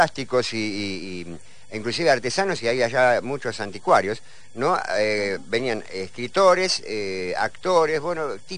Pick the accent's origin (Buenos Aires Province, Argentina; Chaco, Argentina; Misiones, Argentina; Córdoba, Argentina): Buenos Aires Province, Argentina; Don Torcuato; Todos los que somos de Torcuato, que estamos acá, son salvajes.